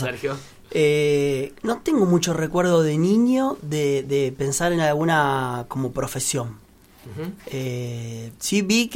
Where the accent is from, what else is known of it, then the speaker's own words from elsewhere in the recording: Lomas de Zamora, Buenos Aires Province, Argentina; moved away as an adult; now in Buenos Aires, Argentina; yo soy de Loma de Zamora, viví 39 años ahí, tengo mi primer año de porteño, es muy raro. Ahora estamos en la paternal con Marina y con los chicos.